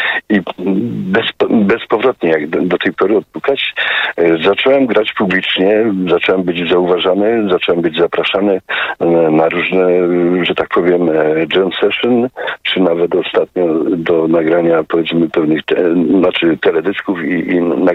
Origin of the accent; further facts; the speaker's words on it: Tarnowskie Góry, Silesian Voivodeship, Poland; accent: Silesian; Ponieważ ja pochodzę z Górnego Śląska, z Tarnowskich Gór, to słowo bardzo często w naszej Gwarze Śląskiej jest używane.